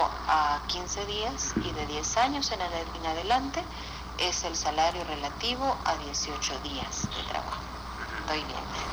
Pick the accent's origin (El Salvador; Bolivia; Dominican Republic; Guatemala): El Salvador; al proceso cultural que tenemos como salvadoreñas y salvadoreños